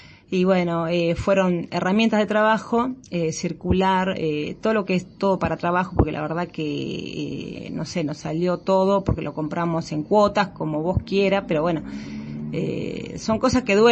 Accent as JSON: {"language": "Spanish", "town": "Cañuelas", "region": "Buenos Aires Province", "country": "Argentina", "tie": "born there", "said": "yo soy nacida acá en Cañuelas, como mi socia también"}